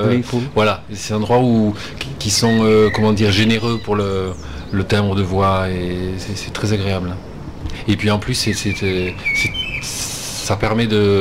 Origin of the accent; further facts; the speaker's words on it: Montauban, Occitanie, France; born there; je suis né à Montauban, pas très loin d'ici, donc.